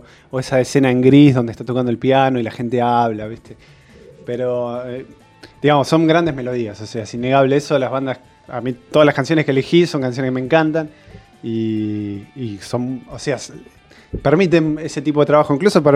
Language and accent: Spanish; Mar del Plata, Buenos Aires Province, Argentina; En Mar del Plata, yo soy de Mar del Plata y no sabía bien dónde grabarlo